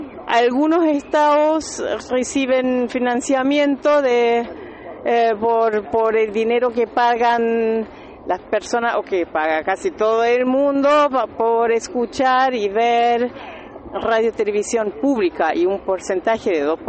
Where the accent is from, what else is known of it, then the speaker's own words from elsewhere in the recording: Berlin, Germany; soy de Berlín y soy integrante de una productora